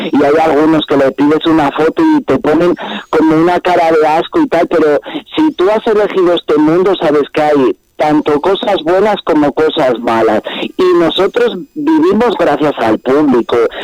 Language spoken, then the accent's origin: Spanish; Sanabria, Castile and León, Spain; aquí soy muy reclamado, gracias a Dios, en mi tierra, lo que es en Zamora capital no, pero lo que es en mi tierra, en Sanabria, vamos, de pueblo en pueblo y tal, y aquí soy muy reclamado.